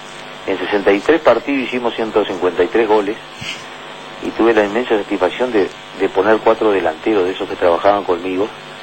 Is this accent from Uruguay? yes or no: yes; Uruguay; piensa como todo uruguayo, y yo también como uruguayo y como hincha